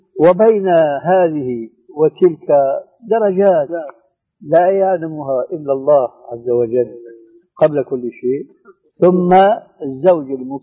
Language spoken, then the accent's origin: Arabic; Syria; وأنا مالي كما يقولوا عندنا في الشام حشو الكب هيك